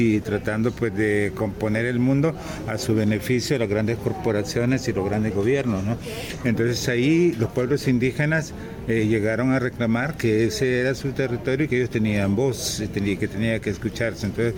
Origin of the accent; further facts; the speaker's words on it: Honduras; yo que soy de Honduras, el gobierno de Honduras hizo acuerdos